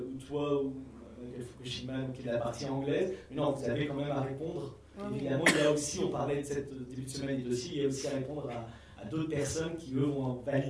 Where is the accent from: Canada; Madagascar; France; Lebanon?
France; c'est vraiment en tant que Français